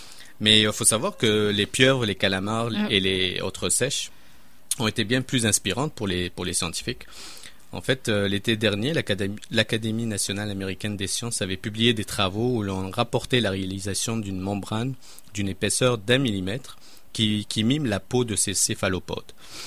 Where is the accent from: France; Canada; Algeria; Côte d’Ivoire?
Canada; et ça se passe même chez nous au Canada